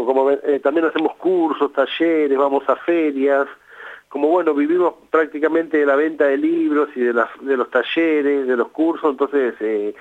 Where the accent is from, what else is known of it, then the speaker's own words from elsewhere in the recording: Buenos Aires, Argentina; Somos del barrio de Boedo, en Buenos Aires